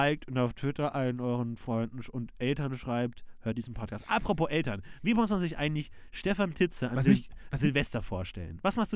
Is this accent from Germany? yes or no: yes; Munich, Bavaria, Germany; Ja, ich komme aus München. Ich habe eine Zeit lang in München gelebt, bin aber etwas außerhalb von München geboren worden.